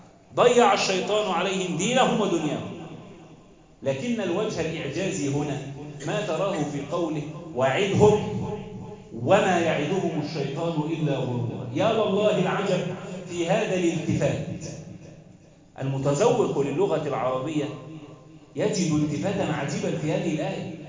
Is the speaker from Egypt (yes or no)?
yes; Egypt; واحفظ بلدنا مصر وسائر بلاد